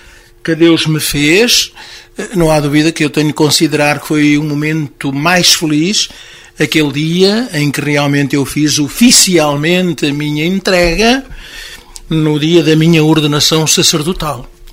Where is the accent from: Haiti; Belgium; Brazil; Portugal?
Portugal; Vinhó, Centro; born there; O meu pai era de Vinhó e eu também nasci em Vinhó.